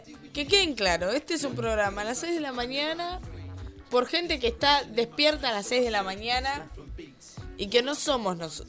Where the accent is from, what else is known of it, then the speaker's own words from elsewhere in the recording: Buenos Aires, Argentina; hasta siendo porteña